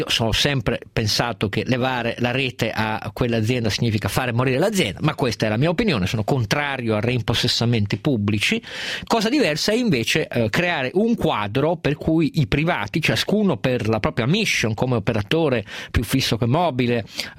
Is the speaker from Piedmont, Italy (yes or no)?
yes; Turin, Piedmont, Italy; io sono torinese